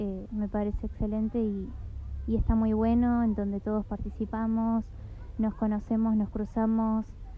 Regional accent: Nono, Córdoba, Argentina; Bueno, yo soy de acá de Nono, del barrio de Sausalito de las Esculturas.

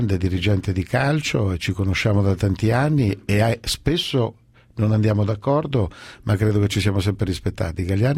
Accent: Marche, Italy; Io sono marchigiano, sono nato lì, vivo lì.

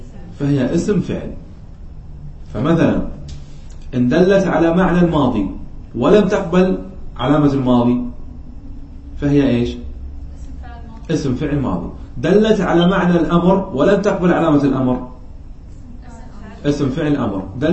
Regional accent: Qatar; يعني عندنا في قطر أكثر من يستعملها في اللهجة العامية

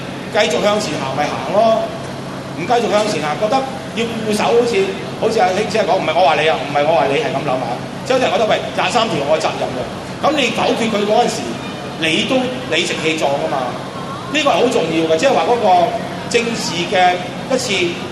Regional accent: China; 我哋中國人俾自己嘅軍隊殺嗰日

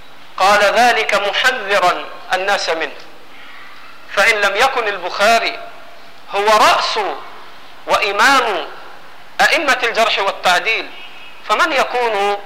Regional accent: Egypt; سامحوني أنا مصري برضه

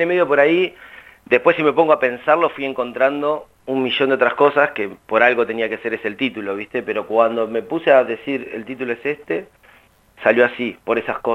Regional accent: Rauch, Buenos Aires Province, Argentina; now in La Plata, Argentina; yo soy oriundo de la ciudad de Rauch, hay algunas reminiscencias de mi pueblo, toda mi vida en La Plata y mis primeros 2 años en la capital, que no es pavada para un pibe de pueblo

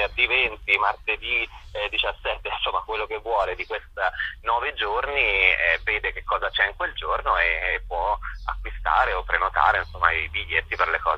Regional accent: Sansepolcro, Tuscany, Italy; born there; now in Rome, Italy; io sono anche nato a Sansepolcro, pur vivendo appunto a Roma

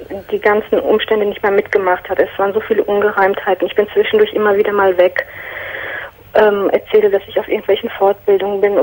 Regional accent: Turkey; now in Germany; Und zwar bin ich Türkin

